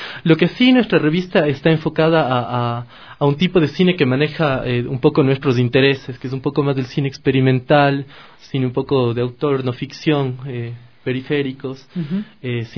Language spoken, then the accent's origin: Spanish; Ecuador; como ecuatorianos, hacemos cine para ecuatorianos